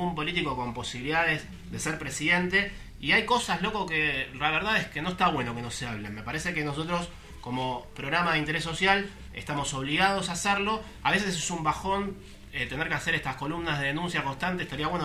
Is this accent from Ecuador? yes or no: no; Argentina; La verdad es que como argentino me siento zarpado, me siento un boludo